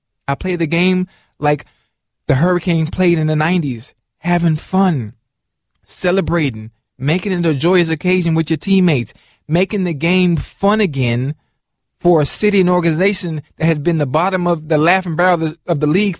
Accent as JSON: {"language": "English", "town": "Miami", "region": "Florida", "country": "United States", "tie": "born or raised there", "said": "this is the funny thing about growing up in Miami and in Liberty City, where I'm from."}